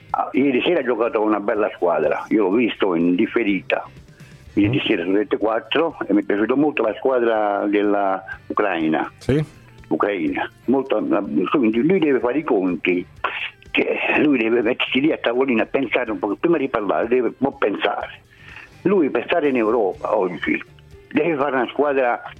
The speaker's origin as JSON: {"language": "Italian", "town": "Naples", "region": "Campania", "country": "Italy", "lives_now": "Carpi, Italy", "said": "io sono napoletano comunque, vivo a Carpi ma sono napoletano."}